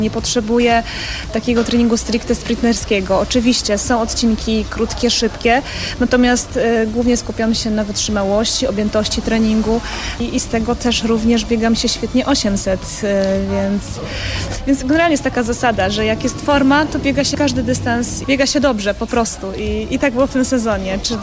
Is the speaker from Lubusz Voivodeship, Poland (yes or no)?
no; Pomeranian Voivodeship, Poland; Pochodzę z Kaszub, mieszkam cały czas na Kaszubach. Szwajcaria Kaszubska, jeziora, kiedyś żeglowałam, więc naprawdę uwielbiam miejsce, z którego pochodzę